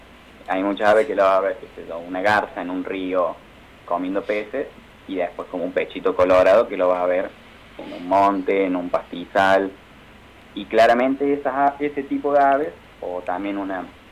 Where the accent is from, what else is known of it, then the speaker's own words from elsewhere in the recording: Ciudad Parque, Córdoba, Argentina; yo soy de Ciudad Parque